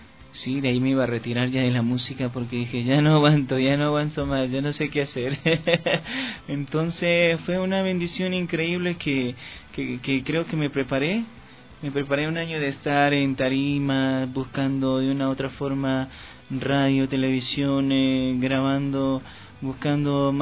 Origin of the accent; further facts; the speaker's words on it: Tabacundo, Pichincha, Ecuador; now in Quito, Ecuador; Yo soy de Tabacundo